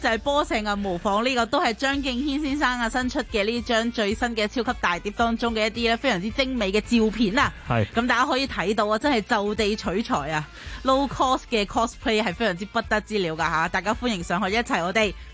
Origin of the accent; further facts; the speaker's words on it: Hong Kong; 我们香港人很信这件事的嘛